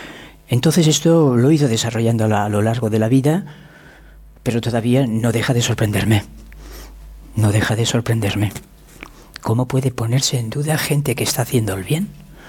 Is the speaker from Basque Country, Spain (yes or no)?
no; Catalonia, Spain; Yo soy profundamente español y profundamente catalán y profundamente europeo y profundamente americano